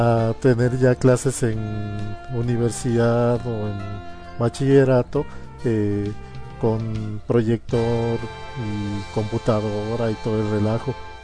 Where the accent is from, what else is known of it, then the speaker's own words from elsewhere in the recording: Mexico; En mi caso, siendo mexicano, pues se define un poco más tardío